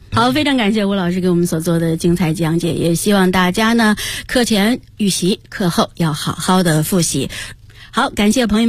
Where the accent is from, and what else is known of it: China